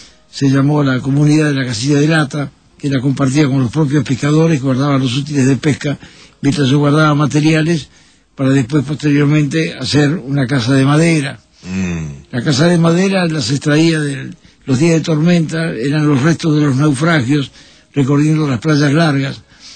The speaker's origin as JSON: {"language": "Spanish", "region": "Montevideo", "country": "Uruguay", "tie": "born there", "said": "Yo nací en Montevideo, seguramente un día nublado, porque después busqué el sol por todos lados. Un primero de noviembre de 1923"}